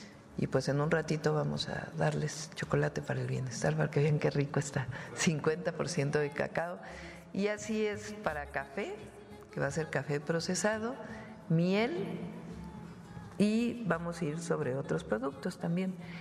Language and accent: Spanish; Mexico; Como somos los mexicanos.